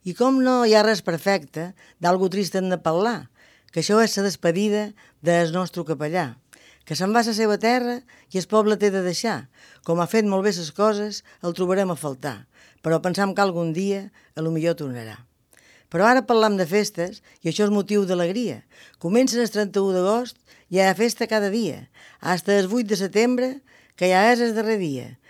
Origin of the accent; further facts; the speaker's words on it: Jesús, Balearic Islands, Spain; Les festes del meu poble. Un poble que ha crescut molt, però que encara conserva moltes costums d'abans.